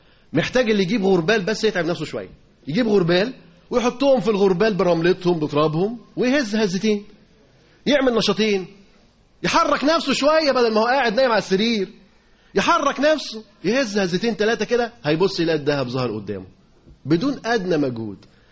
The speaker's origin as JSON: {"language": "Arabic", "town": "Alexandria", "region": "Alexandria Governorate", "country": "Egypt", "said": "عدد المدارس اللي موجودين عندنا في اسكندرية"}